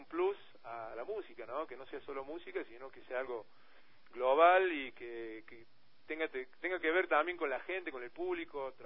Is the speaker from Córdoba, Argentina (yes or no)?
yes; Córdoba, Argentina; Nosotros somos de Córdoba capital, provincia de Argentina, la segunda. la segunda más grande.